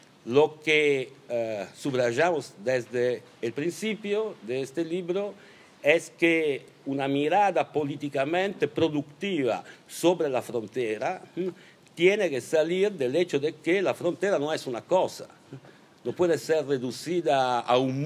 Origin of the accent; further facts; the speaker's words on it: Genoa, Liguria, Italy; Spanish is a second language; Yo crecí, estudié, hice política en Génova en los años 80 y la ciudad, para mí, para nosotras, era una ciudad blanca.